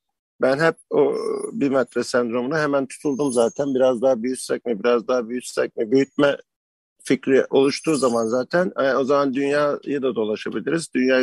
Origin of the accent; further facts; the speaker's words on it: Uşak, Turkey; Valla ben Uşaklıyım aslında.